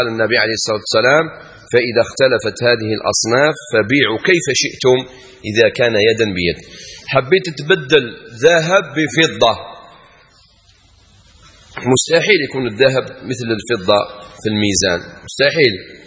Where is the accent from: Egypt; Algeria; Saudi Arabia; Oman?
Algeria; البيض يسموها بعض الناس عندنا في الجزائر العظمات، في العاصمة يسموها أولاد الجاج.